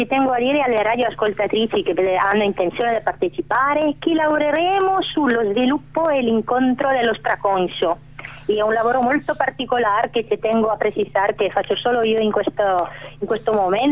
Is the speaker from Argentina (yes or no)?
yes; Argentina; Italian is a second language; Vengo dall'Argentina, come voi sapete